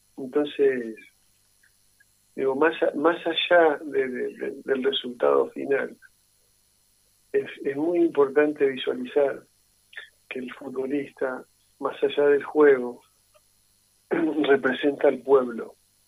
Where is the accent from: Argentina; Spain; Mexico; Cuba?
Argentina; Santa Fe; yo soy de Santa Fe y soy del club